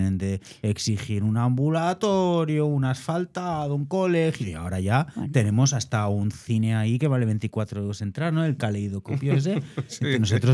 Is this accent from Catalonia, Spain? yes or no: yes; Catalonia, Spain; now in Madrid, Spain; O sea, yo aquí, que soy catalán, que ya sabéis, me pongo a hablar de cosas y yo nunca he tenido ningún problema a nivel de barrio.